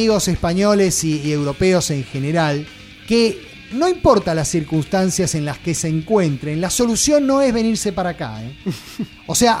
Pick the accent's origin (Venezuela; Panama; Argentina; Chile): Argentina; a mí como ciudadano argentino, si llego a tomar un terreno, a mí no me preguntan